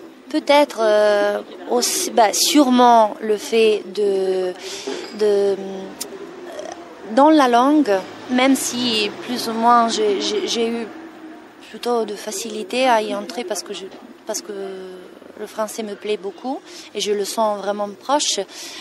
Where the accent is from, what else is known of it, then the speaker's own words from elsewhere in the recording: Italy; accent: Italian; French is a second language; moved away as an adult; now in France; en France, en étant arrivée à 33 ans, j'avais pas la possibilité vraiment d'enlever mon accent qui est très fort, et donc je pouvais simplement faire les italiennes